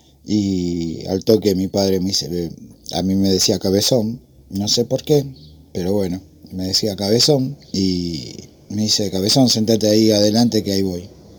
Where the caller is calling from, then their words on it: Remedios de Escalada, Buenos Aires Province, Argentina; de Escalada.